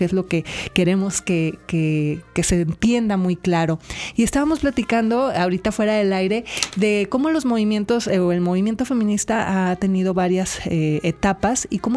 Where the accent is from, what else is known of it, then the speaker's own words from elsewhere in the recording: Colima, Mexico; Yo crecí en Colima, que es un lugar muy pequeño